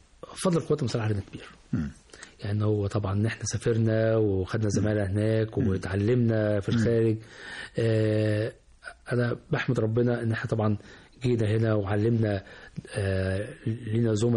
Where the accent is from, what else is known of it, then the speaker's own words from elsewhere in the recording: Egypt; الأورام عندنا في مصر يمكن في شوية منتشرة زيادة شوية عن عن المتوقع